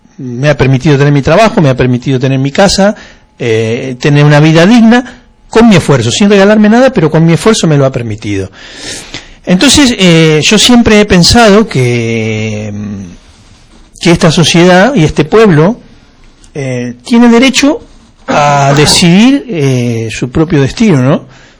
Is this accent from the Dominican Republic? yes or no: no; Argentina; now in Catalonia, Spain; Yo soy argentino, hace 20 años que vivo en Cataluña, 21 para ser precisos.